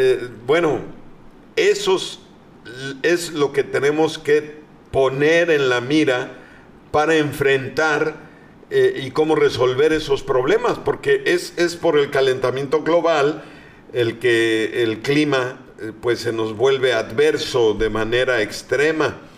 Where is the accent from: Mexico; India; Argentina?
Mexico; Pues a festejar la mexicanidad, como de que no somos orgullosamente mexicanos y tenemos mucho, mucho que festejar.